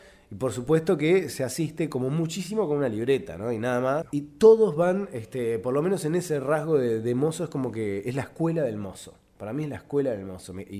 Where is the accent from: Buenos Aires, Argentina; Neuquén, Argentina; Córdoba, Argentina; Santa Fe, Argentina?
Buenos Aires, Argentina; yo nací en Palermo, además.